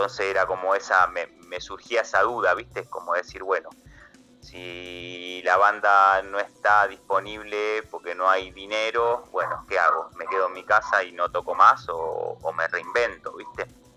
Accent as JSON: {"language": "Spanish", "town": "El Palomar", "region": "Buenos Aires Province", "country": "Argentina", "said": "yo vengo del Palomar, en partido de 3 de febrero, de provincia de Buenos Aires."}